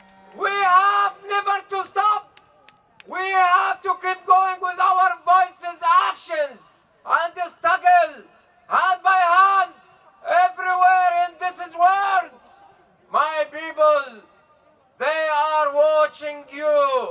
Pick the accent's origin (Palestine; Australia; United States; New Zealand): Palestine; Hebron, Hebron Governorate; I came from Al-Khalil! From Hebron in Palestine